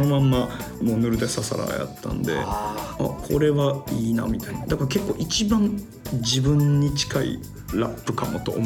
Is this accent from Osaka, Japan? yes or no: yes; Osaka, Japan; 大阪はですねやっぱりね味が濃いですね、他の土地に比べてって、はい、まあ、これ自分の地元やからそう思うってのもあるかもしれないですけど